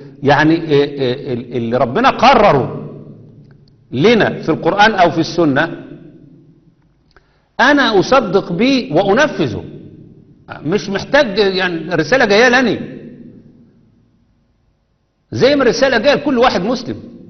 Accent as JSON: {"language": "Arabic", "country": "Egypt", "said": "كنا في غرب كندا، مجموعة من الناس واقفين فشايفين شكلنا غريب شوية، انتوا منين؟ احنا من مصر، من ايجيبت."}